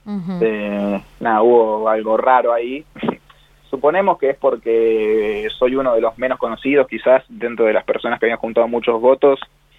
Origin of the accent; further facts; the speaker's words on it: Realicó, La Pampa, Argentina; yo soy de Relicó, que tiene 10.000 habitantes, y por ahí, al ser un pueblo tan chico, como que tiene mucho eso de sentido de pertenencia, ¿no?